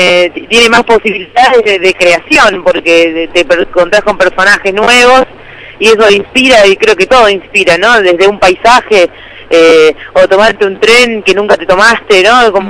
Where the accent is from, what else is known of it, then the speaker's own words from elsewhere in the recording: Remedios de Escalada, Buenos Aires Province, Argentina; also born or lived in Lanús / Palermo / Belgrano; Nací en Lanús. ¿Qué? A partir de Lanús me crié en Remedios de Escalada.